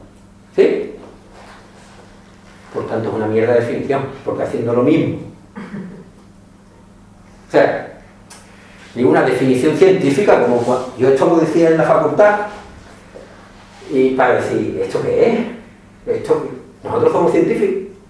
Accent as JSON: {"language": "Spanish", "region": "Andalusia", "country": "Spain", "said": "aquí somos todos cercanos al centro del mundo de Morón, todos somos andaluces."}